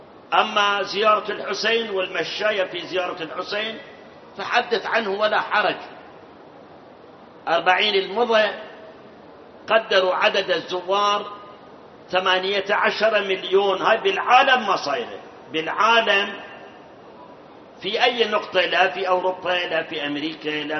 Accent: Karbala, Karbala Governorate, Iraq; أنا أذكر أيام الشباب، احنا من كربلاء كنا نروح مثلا مواكب عزيات 10 20 30 موكب، واحنا معه الى الكاظمية.

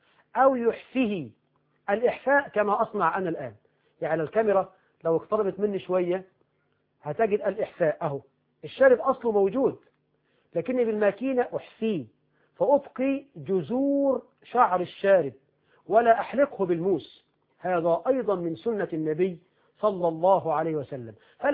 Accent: Egypt; يعني هب أن رجلا عندنا في مصر راتبه في الشهر ألفا، ألف جنيه

